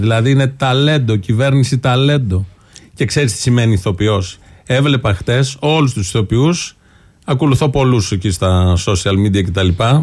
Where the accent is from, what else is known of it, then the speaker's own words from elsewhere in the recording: Ilioupoli, Attica, Greece; Και εγώ που γεννήθηκα και μένω στην Ηλιούπολη τα τελευταία 32 χρόνια.